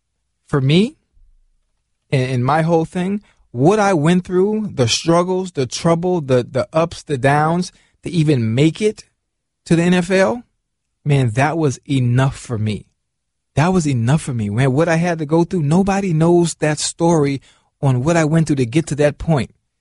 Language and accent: English; Miami, Florida, United States; this is the funny thing about growing up in Miami and in Liberty City, where I'm from.